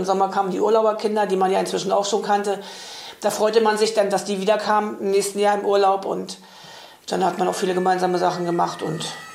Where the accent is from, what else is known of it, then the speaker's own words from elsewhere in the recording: Vitte, Mecklenburg-Vorpommern, Germany; Ich bin 1966 in Fitte geboren. Bin dort auch zur Schule gegangen. Bin dann 1996 nach Neuendorf gekommen.